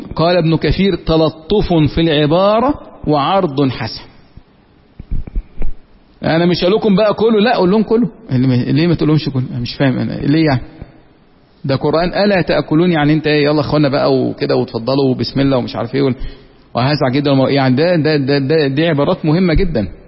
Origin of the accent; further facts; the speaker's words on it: Egypt; accent: Egyptian; زي ما احنا في لهجتنا المصرية كده